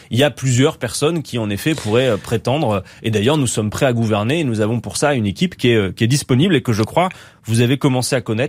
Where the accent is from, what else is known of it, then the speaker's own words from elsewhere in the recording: Lille, Hauts-de-France, France; Je suis Lillois.